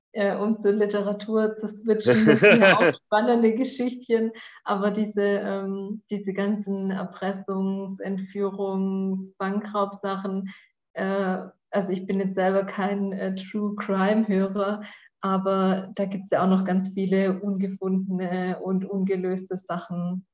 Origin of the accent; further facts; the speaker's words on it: Swabia, Germany; jetzt hier irgendwie bei mir als Schwabe